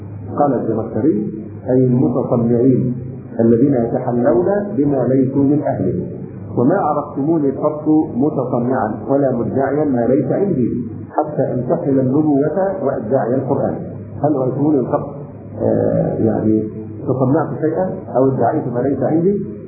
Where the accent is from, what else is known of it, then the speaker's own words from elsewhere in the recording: Egypt; عندنا في مصر تقاليدنا للاسف الشديد وعرفنا ان من الكرم ان تبالغ في التكلف مع الضيف